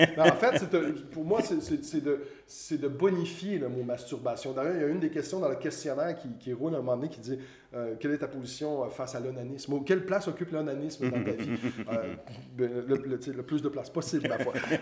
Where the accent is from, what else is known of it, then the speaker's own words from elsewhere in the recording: Montreal, Quebec, Canada; Je suis Montréalais très assumé, puis je suis très il y a beaucoup d'anglicisme dans mon langage.